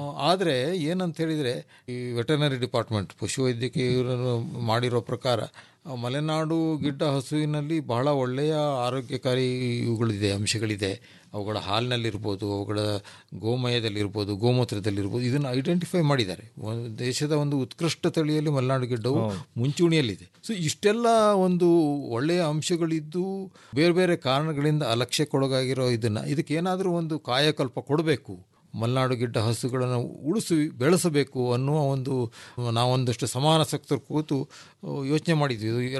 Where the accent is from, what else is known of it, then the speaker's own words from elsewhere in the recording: Sagar, Karnataka, India; ನಾವು ಸಾಗರದವರು.